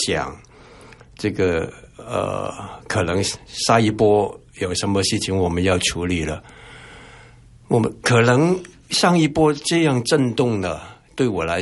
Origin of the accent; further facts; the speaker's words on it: Hong Kong; moved away as an adult; now in Taiwan; 虽然我从香港来，但是我是二月初已经来了，我不是刚下机然后再拍照。所以这个希望大家了解我已经在这边两个多